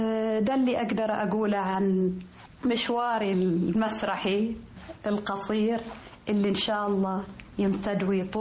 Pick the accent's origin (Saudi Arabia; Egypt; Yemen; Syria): Saudi Arabia; يعني بالذات لأن احنا سعوديين، فيتفاجأ أن أنا أجيد اللهجة المصرية مثل المصريين.